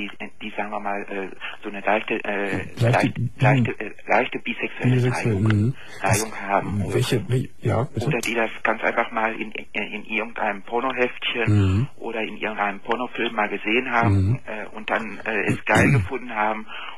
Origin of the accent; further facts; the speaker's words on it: North Rhine-Westphalia, Germany; Nein, ich komme aus Westfalen.